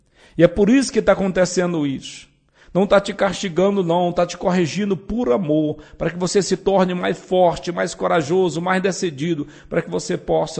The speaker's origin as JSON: {"language": "Portuguese", "region": "Northeast Region", "country": "Brazil", "tie": "born or raised there", "said": "Quando eu era criança lá no Nordeste, a nossa educação era chicote."}